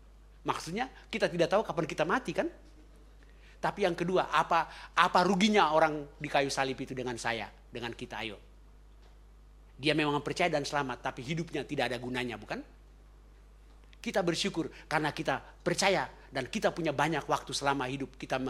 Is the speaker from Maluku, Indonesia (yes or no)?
yes; Ambon, Maluku, Indonesia; karena saya orang Ambon